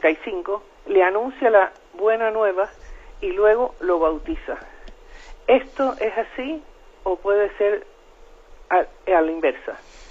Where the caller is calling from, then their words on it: Madrid, Community of Madrid, Spain; de Madrid.